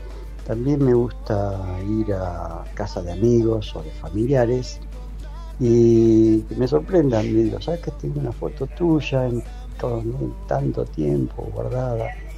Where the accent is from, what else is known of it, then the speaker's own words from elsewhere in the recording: Argentina; me reconoce por el acento, dice, ah, sos argentino, sí, sí, sí.